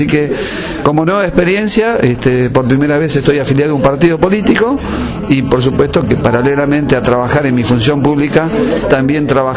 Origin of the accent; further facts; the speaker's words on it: Argentina; creo de que como ciudadano argentino, ¿no?, opino de que debemos todos apoyar